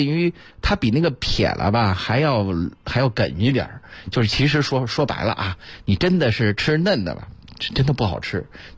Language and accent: Chinese; Beijing, China; 曾几何时那是咱们北京人这个必然要做的一件事